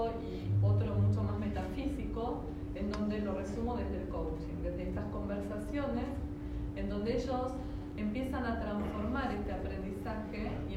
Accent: Bariloche, Río Negro, Argentina; soy de Bariloche, así que desde muy chiquita que compito

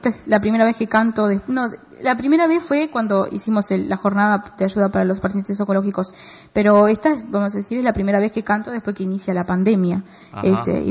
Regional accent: Greco, Río Negro, Argentina; Porque en realidad yo soy de Greco

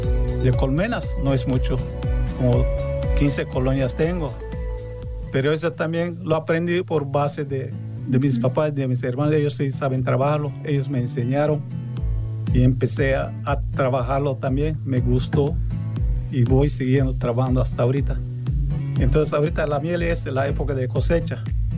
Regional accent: Timucuy, Yucatán, Mexico; Yo vengo del municipio de Timucuy.

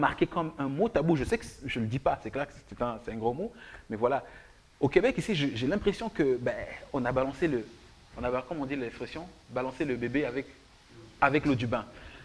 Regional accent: France; Moi, en tant que Français, j'aurais aimé qu'on regarde la réalité en face

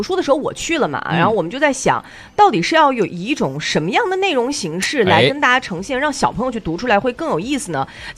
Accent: China; 我们中国人呢，过年是一个很隆重的节日。

